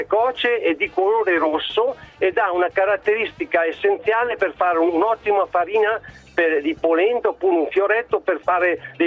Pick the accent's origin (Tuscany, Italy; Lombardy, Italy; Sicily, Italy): Lombardy, Italy; Varese; sono di Varese.